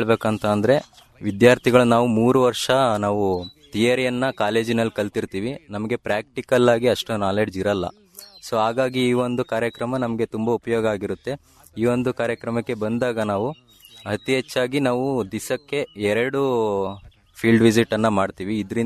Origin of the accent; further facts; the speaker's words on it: Banur, Karnataka, India; ನಾನು ಮೂಲತಃ ಚಿಕ್ಕಮಗಳೂರು ಜಿಲ್ಲೆ ಕಡೂರು ತಾಲೂಕು ಬಾಣೂರು ಗ್ರಾಮದಿಂದ ಬಂದಿರ್ತೀನಿ.